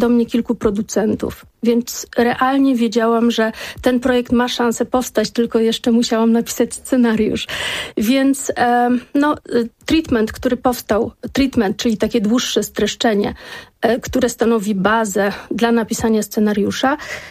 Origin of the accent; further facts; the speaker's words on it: Warsaw, Masovian Voivodeship, Poland; Ja jako warszawianka, rodowita warszawianka